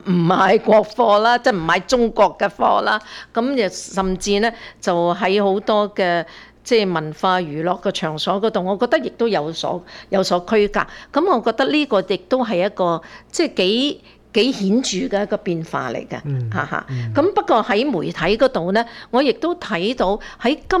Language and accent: Cantonese; Hong Kong; now in Canada; 譬如我哋喺加拿大，我哋每一次嗰個遊行啊集會嘅時候咧，好多人都好自發性就講，我哋係香港人。